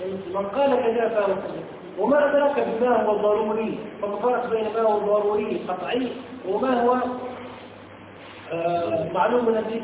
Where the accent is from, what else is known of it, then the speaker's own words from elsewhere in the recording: Tunisia; يقول من عندنا في تونس